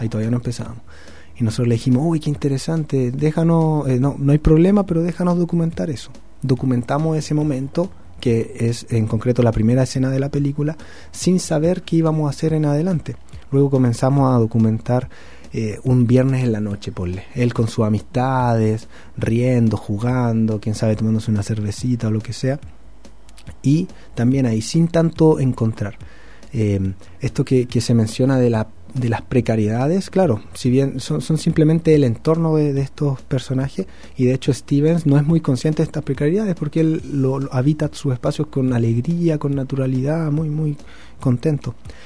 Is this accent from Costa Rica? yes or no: no; Pudahuel, Santiago Metropolitan Region, Chile; de donde nos criamos. Yo soy de Pudahuel.